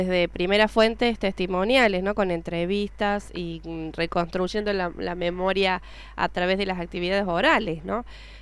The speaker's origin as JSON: {"language": "Spanish", "town": "Canals", "region": "Córdoba", "country": "Argentina", "tie": "born or raised there", "said": "la historia de mi pueblo, Canals"}